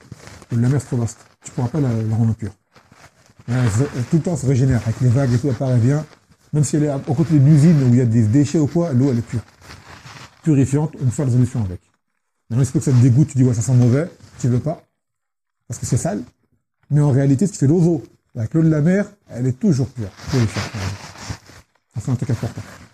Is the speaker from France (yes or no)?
no; Yemen; chez nous, au Yémen, c'est la salle de bain et les toilettes, c'est le même lieu